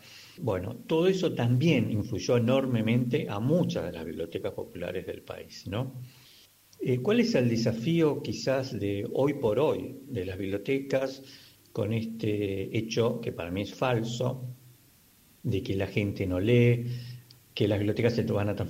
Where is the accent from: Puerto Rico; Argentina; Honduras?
Argentina; Buenos Aires; born there; Yo nací casi en bibliotecas en Buenos Aires.